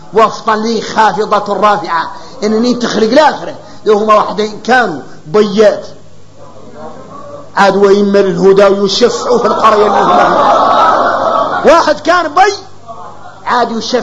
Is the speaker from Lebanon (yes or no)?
no; Mauritania; احنا موريتاني